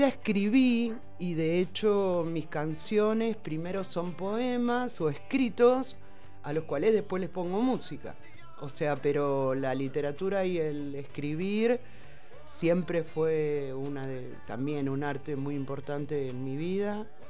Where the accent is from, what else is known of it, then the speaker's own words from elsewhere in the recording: Buenos Aires, Argentina; yo vengo de Buenos Aires, capital, del centro de la capital. Era un lugar así muy citadino, al extremo. Era un edificio donde vivía.